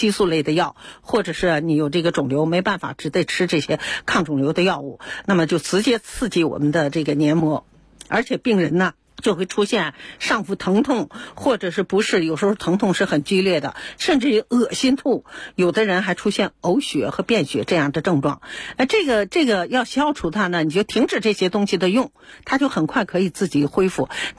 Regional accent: China; 而且呢，我们中国人呢对灵芝特别有好感

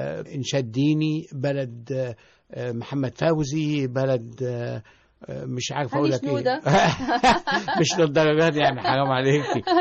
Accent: Tanta, Gharbia, Egypt; ولان انا طبعا من طنطا اصلا

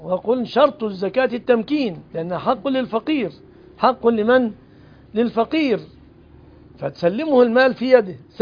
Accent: Egypt; ما فيش بلدنا مصر كلام عصيات

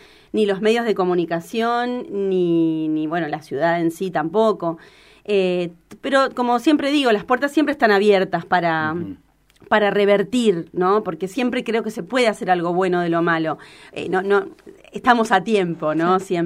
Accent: California, United States; born there; Nací en California, chicos, entonces tengo claro. Esa cultura.

